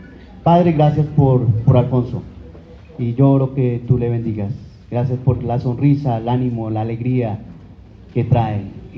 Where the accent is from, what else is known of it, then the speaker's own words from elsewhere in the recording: Colombia; now in Asunción, Paraguay; Es una alegría para mí estar en Bogotá, en mi país, Colombia. Hacía 3 años y medio que no podía venir. Estamos viviendo con mi familia allí en Asunción del Paraguay. Hace 13 años estamos radicados allí con mi esposa, ella también es colombiana, Claudia.